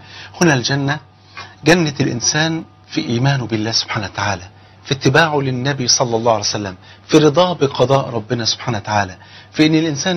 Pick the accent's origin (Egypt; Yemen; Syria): Egypt; بلغتنا كمصريين